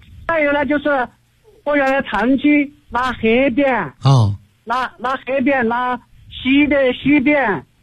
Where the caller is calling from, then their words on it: Chengdu, Sichuan, China; 我是成都的一名学员。